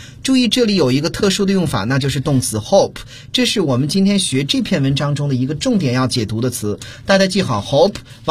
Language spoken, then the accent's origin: Chinese; China; 我们中国人好像说这个大包小包在一块儿